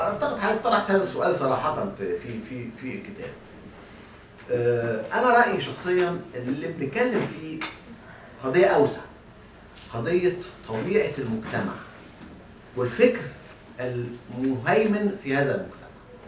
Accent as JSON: {"language": "Arabic", "country": "Egypt", "said": "واحنا عندنا في مصر لا يكاد يكون هناك من درسها"}